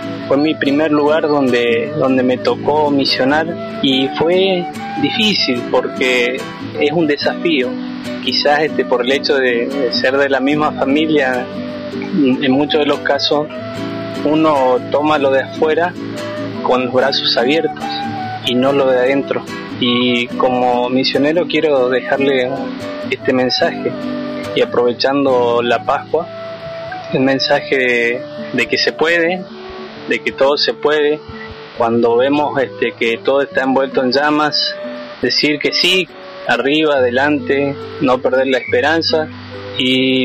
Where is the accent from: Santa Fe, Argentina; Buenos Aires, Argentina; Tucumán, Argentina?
Tucumán, Argentina; San Miguel de Tucumán; soy estudiante de profesorado de matemática, soy de San Miguel de Tucumán y tengo 22 años.